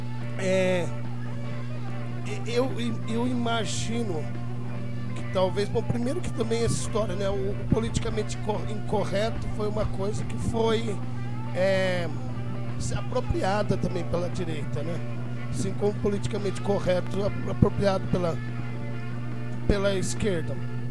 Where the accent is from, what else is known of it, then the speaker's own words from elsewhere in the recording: São Carlos, São Paulo, Brazil; moved away; quando eu saí de São Carlos, eu chegava falando que o IDH da cidade já tinha subido, etc.